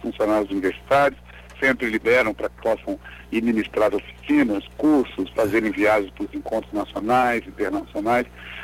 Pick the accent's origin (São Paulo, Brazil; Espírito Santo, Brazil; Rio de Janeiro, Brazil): Espírito Santo, Brazil; Sou do Espírito Santo.